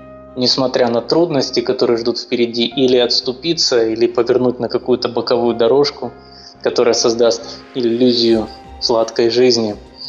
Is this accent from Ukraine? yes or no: yes; Crimea, Ukraine; Мне как крымчанин просто близкие образы, связанные с морем.